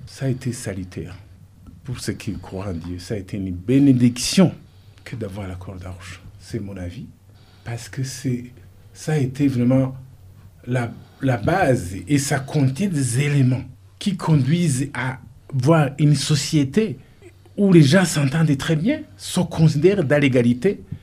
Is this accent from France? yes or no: no; Burundi; nous sommes des Burundis et non pas des Hutus et des Tutsis et des Twa.